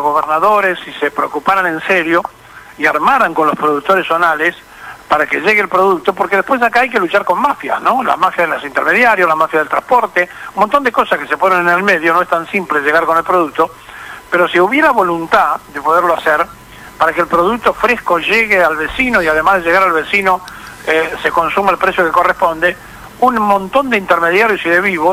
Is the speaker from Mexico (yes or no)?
no; Argentina; ¿qué somos los argentinos?